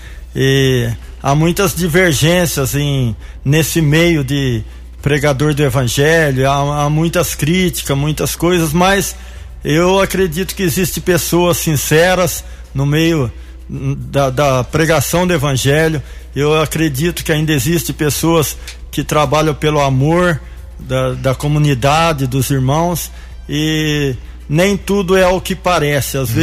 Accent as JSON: {"language": "Portuguese", "town": "Campinas", "region": "São Paulo", "country": "Brazil", "said": "Sou de Campinas."}